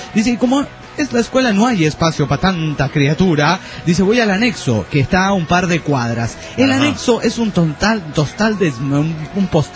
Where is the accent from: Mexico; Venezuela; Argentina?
Mexico; yo como mexicano les doy una buena razón. Un ¡Viva México!